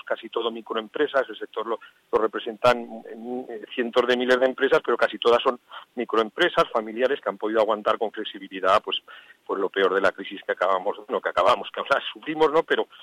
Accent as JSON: {"language": "Spanish", "region": "Aragon", "country": "Spain", "said": "yo soy aragonés, así que somos regiones primas, hermanas, amigas y cercanas"}